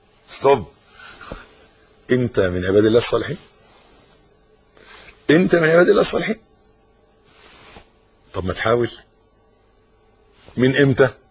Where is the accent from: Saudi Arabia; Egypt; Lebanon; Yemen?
Egypt; حتة الارض اللي احنا واقفين عليها دي بلدنا مصر